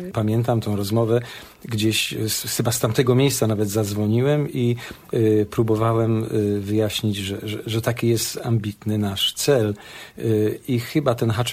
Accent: Ostrów Wielkopolski, Greater Poland Voivodeship, Poland; Ja pochodzę z małego, średniego miasta z Ostrowa Wielkopolskiego

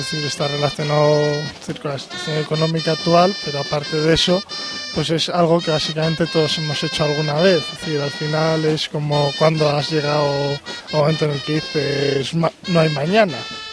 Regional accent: Bilbao, Basque Country, Spain; soy de Bilbao.

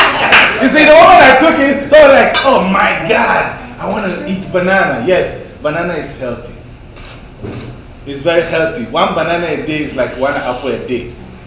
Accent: Kumasi, Ashanti, Ghana; also born or lived in Central Region; Me, I'm half. I was born in the central, but I was raised in Kumasi area. So I speak both.

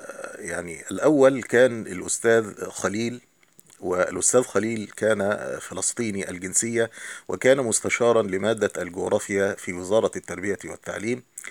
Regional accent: Egypt; وطبعا نحن كمصريين نعلم هذا

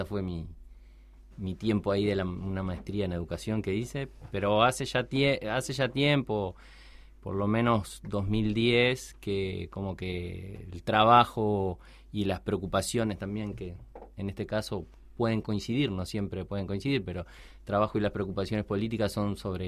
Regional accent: Montevideo, Uruguay; Soy de acá, soy de Montevideo.

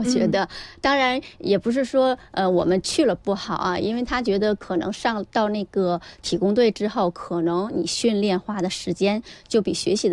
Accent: Cangzhou, Hebei, China; 因为武术我这边是从小出生在河北沧州，是武术之乡

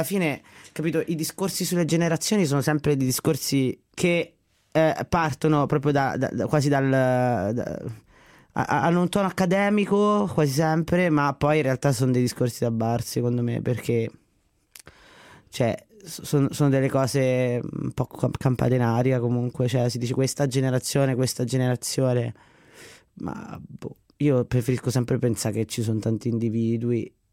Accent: Latina, Lazio, Italy; Io sono di Latina innanzitutto

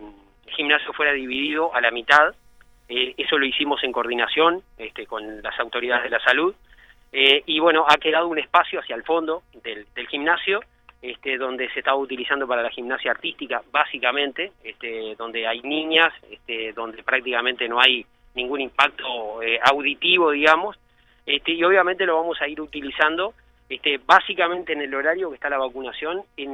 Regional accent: San Carlos, Maldonado, Uruguay; born there; also born or lived in Garzón; yo, si bien soy nacido en San Carlos, viví mucho tiempo en Garzón

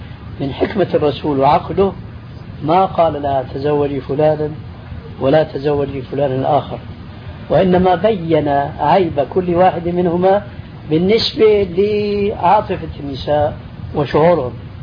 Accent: Syria; عندنا في سوريا كنا يلبسن لملاية الزم

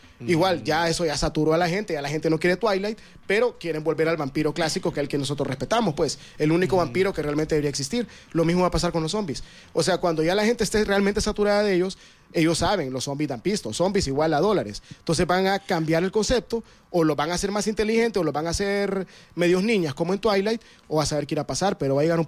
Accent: Nicaragua; como yo crecí en Nicaragua, la daban los domingos

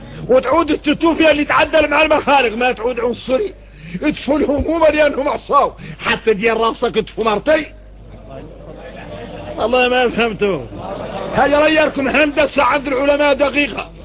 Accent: Mauritania; ونقوم احنا موريتاني فينا الروق.

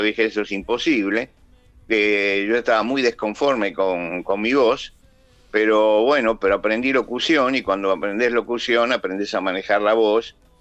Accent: Buenos Aires, Argentina; now in San Miguel, Argentina; Y yo, aunque vivo en San Miguel en este momento, yo soy porteño. Yo nací en la ciudad de Buenos Aires.

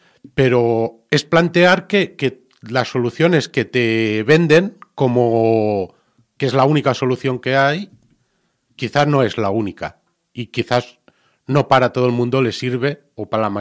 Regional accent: Catalonia, Spain; Nosotros venimos de Cataluña, ahí hay asociaciones.

